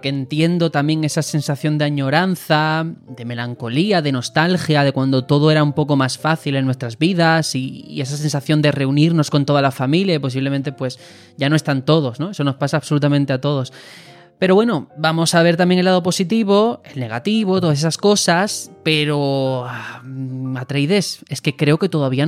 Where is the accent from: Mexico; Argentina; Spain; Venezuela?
Spain; Andalusia; un homenaje a mi tierra, a mi Andalucía